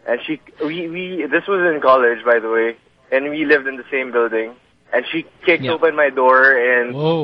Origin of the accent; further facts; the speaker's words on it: Parañaque, Metro Manila, Philippines; Lived in Parañaque.